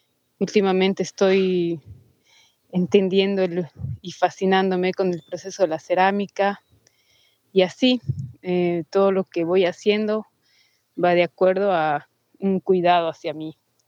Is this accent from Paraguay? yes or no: no; Cochabamba, Bolivia; soy de Cochabamba, Bolivia